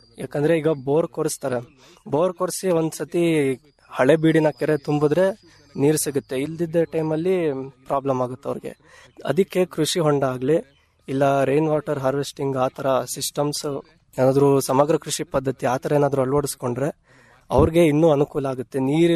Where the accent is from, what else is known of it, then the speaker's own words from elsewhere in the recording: Shivamogga, Karnataka, India; ನಾನು ಶಿವಮೊಗ್ಗದಿಂದ ಬಂದಿದ್ದೇನೆ.